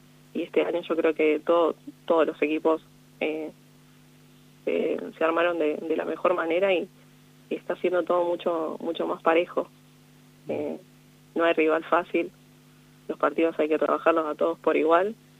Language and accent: Spanish; La Maruja, La Pampa, Argentina; also born or lived in Córdoba; Soy de La Maruja.